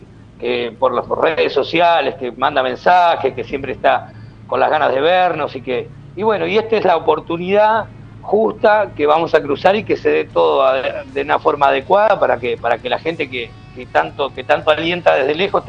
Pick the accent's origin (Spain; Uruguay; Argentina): Uruguay; de Cuchilla Grande, desde Uruguay